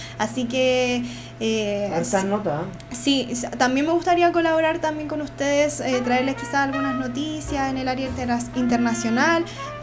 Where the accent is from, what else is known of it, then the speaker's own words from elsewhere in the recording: Puente Alto, Santiago Metropolitan Region, Chile; Y acá somos de Puente Alto y tenemos que hablarnos como vecinos que somos también.